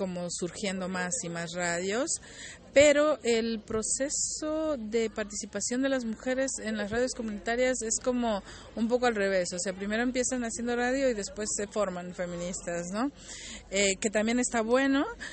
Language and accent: Spanish; Mexico; vengo de México